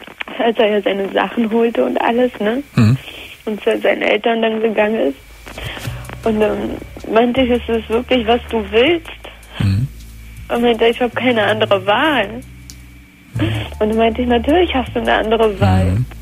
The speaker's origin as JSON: {"language": "German", "country": "Germany", "tie": "born there", "said": "Ich bin in Deutschland geboren, nur meine Vorfahren halt nicht."}